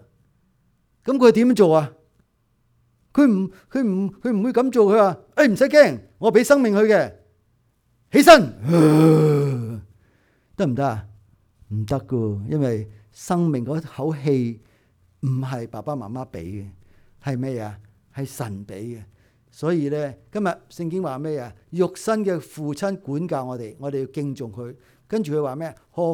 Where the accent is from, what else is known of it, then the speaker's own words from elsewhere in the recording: Hong Kong; 但系我哋香港人咧系好曳嘅